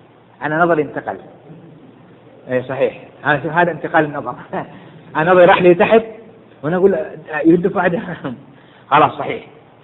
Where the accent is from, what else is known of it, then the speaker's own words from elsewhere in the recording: Jeddah, Makkah Province, Saudi Arabia; ولو وجدها في حي الصخة عندنا في جدة